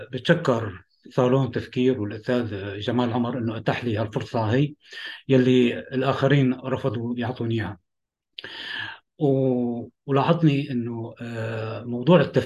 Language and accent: Arabic; Damascus, Damascus Governorate, Syria; أنا من سوريا، من دمشق، سجنت فترة طويلة